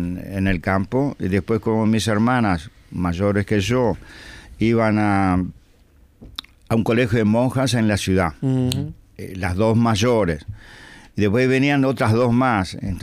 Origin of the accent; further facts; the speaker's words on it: Cruz de San Pedro, Rivera, Uruguay; Yo soy del campo. Yo, ajá, soy de Rivera, pero del campo.